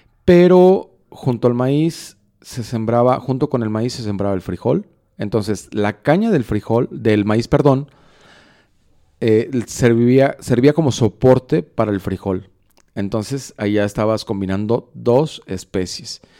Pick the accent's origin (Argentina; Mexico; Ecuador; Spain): Mexico; Juanacaxtle; now in Guadalajara, Mexico; cuando era niño en el rancho en Juanacaxtle, que aprovechábamos o se aprovechaba todo el espacio para sembrar diferentes cosas en el mismo cultivo, en el mismo terreno.